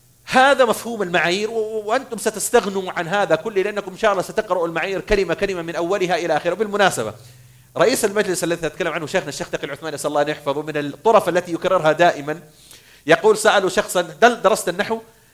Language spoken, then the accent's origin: Arabic; Saudi Arabia; now in Bahrain; أنا سعودي أعمل في البحرين، فأنا أعد في نظرة أيوفي بحريني